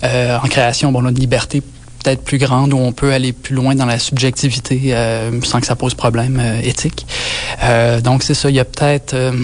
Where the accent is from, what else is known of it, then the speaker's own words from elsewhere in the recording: Quebec, Canada; Moi, je viens de la Côte-Nord. Il n'y avait pas beaucoup d'exemples d'artistes sonores autour de moi quand j'étais jeune, dans les années 80, sur la Côte-Nord.